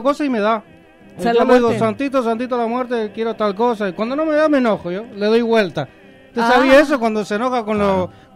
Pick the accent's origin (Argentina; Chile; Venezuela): Argentina; Chaco; also born or lived in Paraguay; En realidad soy nacido en Paraguay, pero malcriado en Chaco. Así que tengo más de chaqueño que de paraguayo, aunque no se nota.